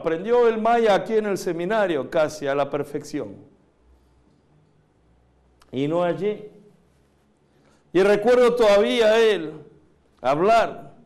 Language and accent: Spanish; Argentina; also born or lived in Korea / United States; now in Mexico; nací en Corea, crecí en Argentina, estudié en Estados Unidos, ahora estoy aquí en México ministrando.